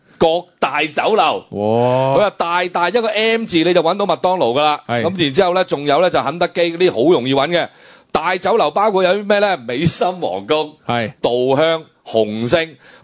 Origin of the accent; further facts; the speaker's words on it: Hong Kong; 我生活在香港，我作為香港人土生土長，